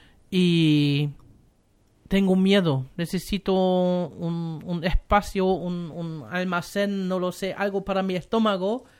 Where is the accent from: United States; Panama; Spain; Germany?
Germany; now in Chile; yo soy alemán y en Alemania nuestro gran día de los alemanes no celebramos mucho